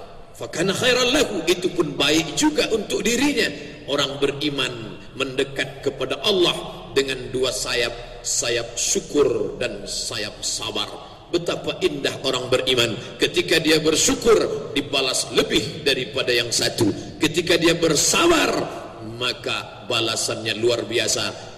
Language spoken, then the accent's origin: Indonesian; Pekanbaru, Riau, Indonesia; kuota kita Indonesia lumayan cukup jauh untuk kami dari Provinsi Riau, saya dari Pekanbaru